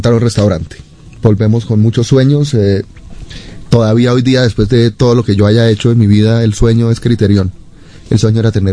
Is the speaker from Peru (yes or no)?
no; Colombia; moved away; Tiene que ponerse también en perspectiva cuando yo me fui de Colombia y en la década de los 90 fue una época muy difícil para el país.